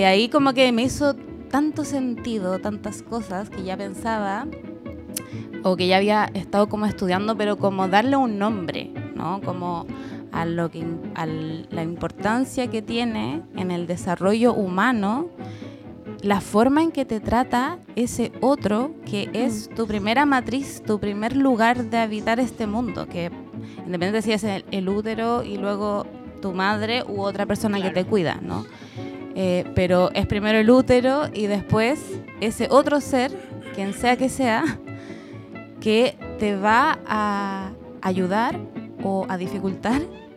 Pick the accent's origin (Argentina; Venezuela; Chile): Chile; Santiago, Santiago Metropolitan Region; also born or lived in Valparaíso Region; oriunda de Santiago hasta hace poco. El año pasado me vine a vivir a la quinta región. Ya había tenido un tránsito por acá, pero breve, así que ahora retomé mi estadía.